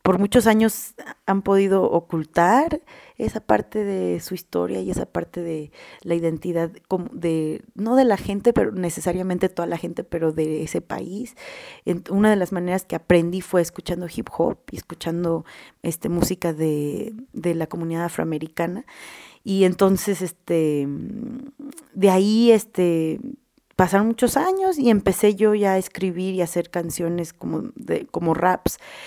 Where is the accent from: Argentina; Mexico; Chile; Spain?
Mexico; Guanajuato; yo soy de Guanajuato, Guanajuato. Yo nací ahí enfrente del mercado, al lado de los tacos del Paisa, en el sanatorio del Sagrado Corazón con el doctor Cisneros. Mi familia, pues somos de Guanajuato, de Guerrero